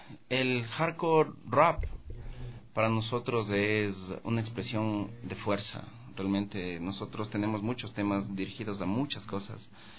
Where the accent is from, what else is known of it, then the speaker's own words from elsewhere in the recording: Quito, Pichincha, Ecuador; nosotros somos un colectivo que venimos del sur de Quito, de la Argelia. Argelia y el barrio, la Argelia Alta y Aída León.